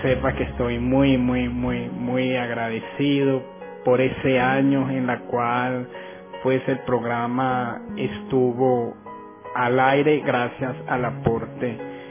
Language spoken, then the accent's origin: Spanish; Venezuela; todos los venezolanos somos italianos prácticamente